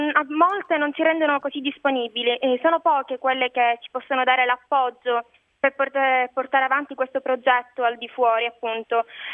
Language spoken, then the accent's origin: Italian; Palermo, Sicily, Italy; Personalmente a me, che non sono dello Zen, dispiace molto, perché lo Zen fa parte della mia città